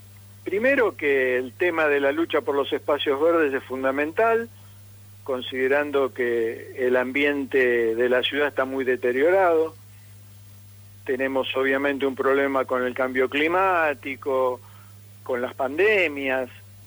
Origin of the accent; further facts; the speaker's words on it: Buenos Aires, Argentina; born there; Yo nací en Boedo, así que imagínate cómo no lo voy a tomar.